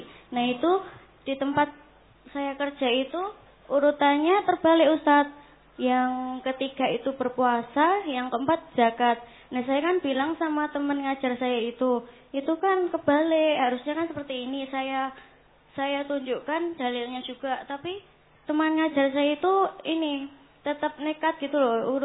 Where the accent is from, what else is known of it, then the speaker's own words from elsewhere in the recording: Sukoharjo, Central Java, Indonesia; Saya berasal dari Sukoharjo, Pak Ustaz.